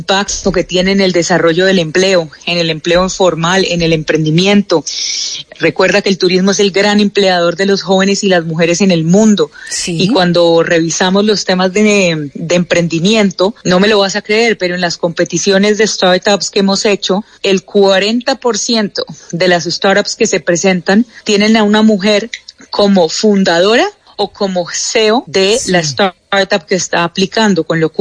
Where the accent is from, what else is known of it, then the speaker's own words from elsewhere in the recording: Colombia; sigo siendo la única colombiana, pero hay algo muy importante y es que soy la única colombiana